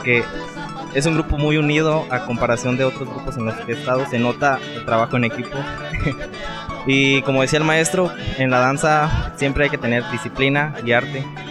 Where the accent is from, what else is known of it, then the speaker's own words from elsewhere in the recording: Michoacán, Mexico; now in Guanajuato, Mexico; Bueno, en mi caso, yo no soy proveniente de aquí de Guanajuato, yo vengo del estado de Michoacán.